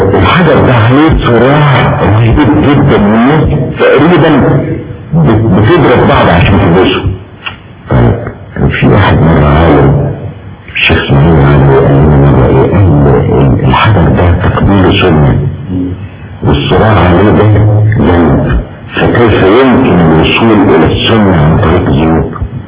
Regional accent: Egypt; احنا عندنا في مصر تعبير شعبي بيقول ايه

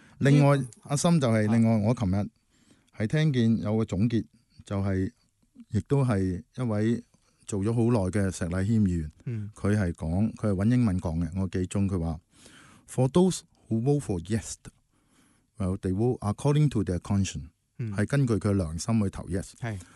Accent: Hong Kong; 我们香港人最明白的道理

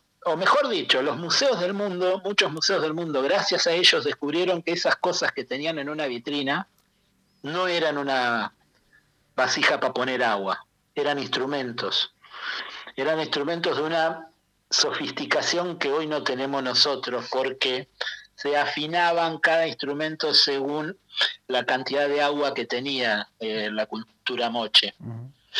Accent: Argentina; en lo personal como argentino le agradezco la generosidad de haber vuelto acá

